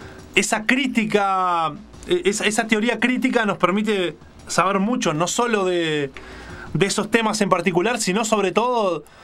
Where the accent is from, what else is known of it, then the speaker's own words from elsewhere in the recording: Uruguay; porque nos permite tener otra mirada que tal vez nosotros como uruguayos no llegamos a ver